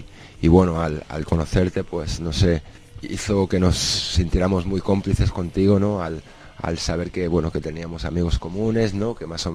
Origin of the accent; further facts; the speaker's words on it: Spain; nosotros venimos del Estado español, hay mucha distancia entre Chile